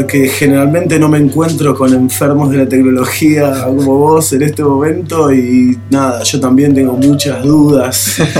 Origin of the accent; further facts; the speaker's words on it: Buenos Aires, Argentina; now in San Antonio de Padua, Argentina; Soy porteño, pero vivo en zona oeste. Particularmente San Antonio de Padua.